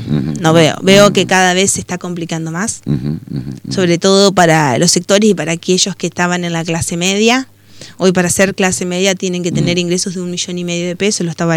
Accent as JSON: {"language": "Spanish", "town": "Concordia", "region": "Entre Ríos", "country": "Argentina", "said": "Somos todos argentinos, concordienses."}